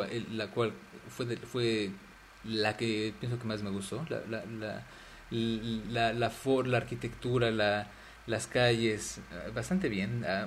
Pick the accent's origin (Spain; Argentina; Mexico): Mexico; now in Paris, France; Yo soy mexicano, pero bueno, vivo en París actualmente por razones de estudio y de trabajo.